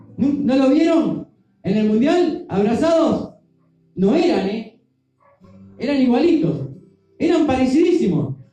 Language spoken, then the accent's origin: Spanish; Uruguay; Nosotros somos uruguayos. Aquí, en nuestro país, hay mucha gente que no es uruguaya.